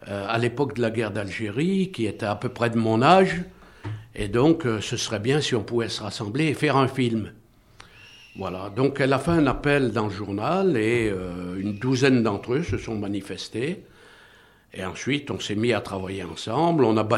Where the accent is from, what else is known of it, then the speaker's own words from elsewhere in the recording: Saint-Étienne, Auvergne-Rhône-Alpes, France; j'avais écrit préalablement un livre sur mon enfance à Saint-Étienne